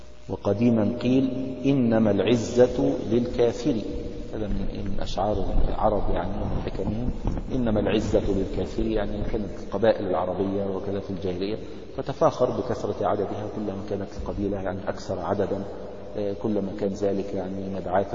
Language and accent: Arabic; Egypt; now in United States; يعني عندنا في مصر يعني معونات من الدول الأجنبية وكذا ينشئون مراكز تنظيم الأسرة